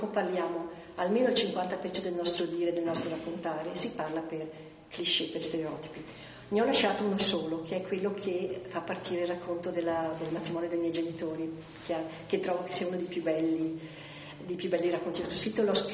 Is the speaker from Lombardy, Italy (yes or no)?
no; Trentino-Alto Adige, Italy; sintetizzare 100 anni di storia della mia terra, ma anche di indurre il lettore a capire cos'era la Valsugana